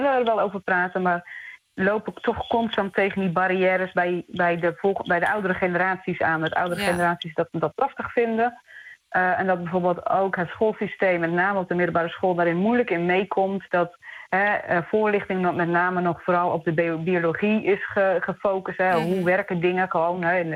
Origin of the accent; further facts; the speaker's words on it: Netherlands; now in Australia; Ja, als Nederlander moet ik daar toch altijd zelf een beetje aan wennen.